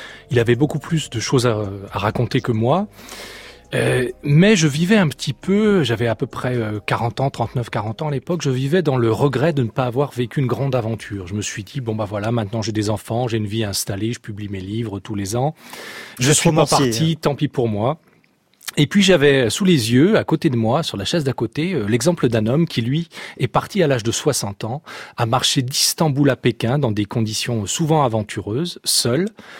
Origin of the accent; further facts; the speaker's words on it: Lyon, Auvergne-Rhône-Alpes, France; Alors, je suis né à Lyon et j'ai grandi dans un milieu où la marche ou la randonnée faisait partie des passe-temps estivaux.